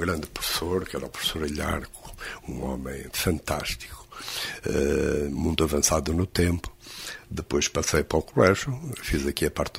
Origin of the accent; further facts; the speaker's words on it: Coimbra, Centro, Portugal; Eu fui criado em Coimbra, depois aqui com o internato.